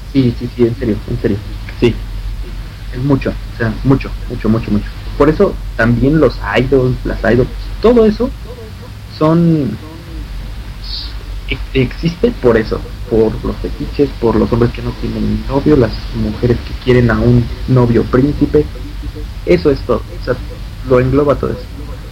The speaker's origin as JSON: {"language": "Spanish", "country": "United States", "said": "saben que soy chicano, pues se ve mi bandera."}